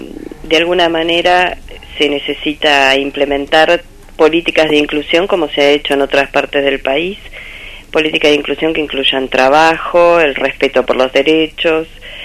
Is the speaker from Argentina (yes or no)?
yes; Entre Ríos, Argentina; also born or lived in Buenos Aires; Me crié de chiquita en un pueblo en Entre Ríos. Y bueno, pero estudié en la ciudad de Buenos Aires.